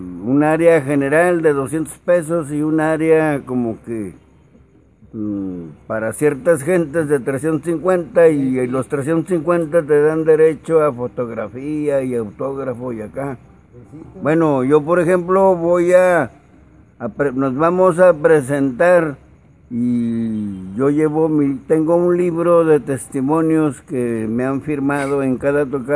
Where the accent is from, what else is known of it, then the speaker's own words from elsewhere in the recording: Salvatierra, Guanajuato, Mexico; now in La Fama, Mexico; yo soy oriundo de Salvatierra, Guanajuato, avecindado en La Fama, Nuevo León, parte del área metropolitana de Monterrey.